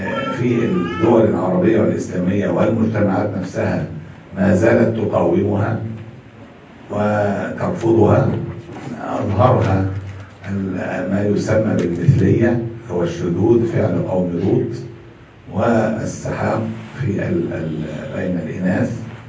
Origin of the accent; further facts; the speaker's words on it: Egypt; وموجود عندنا في مصر